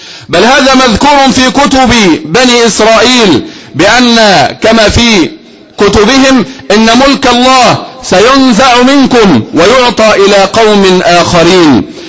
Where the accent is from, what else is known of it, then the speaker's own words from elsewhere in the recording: Egypt; فنحن أصل هذه البلد وأهل هذه البلد، فنحن أصلها وأهلها، أصلها وأهلها بانتسابنا إلى هذه البلد كمصريين، وأصلها وأهلها بانتسابنا إلى دين الله تبارك وتعالى